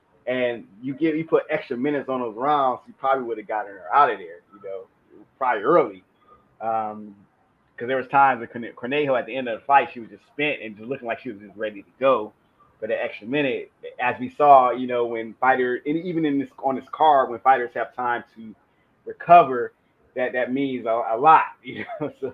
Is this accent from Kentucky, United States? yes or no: no; Detroit, Michigan, United States; last night in Detroit, my hometown.